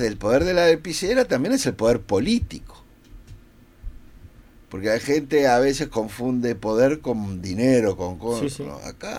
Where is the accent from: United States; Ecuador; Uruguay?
Uruguay; somos los uruguayos somos una sociedad alimentada de varios caracteres europeos